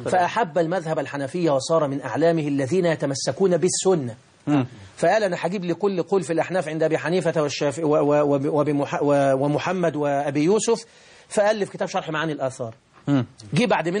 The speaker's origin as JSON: {"language": "Arabic", "town": "Deibi", "region": "Beheira", "country": "Egypt", "said": "أنا من محافظة البحيرة، مركز رشيد، قرية تسمى بقرية ديبي، وهي تشتهر في المنطقة بأسرها بقرية القرآن الكريم"}